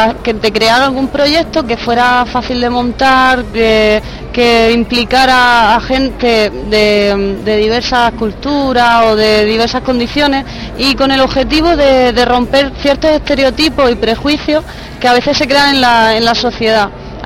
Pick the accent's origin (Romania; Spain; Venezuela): Spain; Region of Murcia; now in Mendoza, Argentina; yo vengo desde España y bueno, soy voluntaria desde hace 4 meses acá en Mendoza